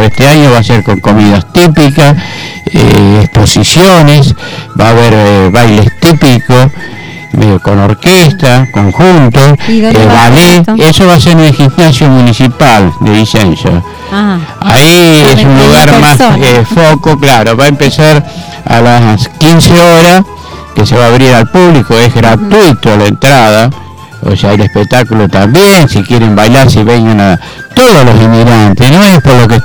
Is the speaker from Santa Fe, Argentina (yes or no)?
no; Berazategui, Buenos Aires Province, Argentina; yo nací en Argentina, amo mi Argentina, amo mi Berazategui, que me dio mucho, me dio una familia grande, una integración.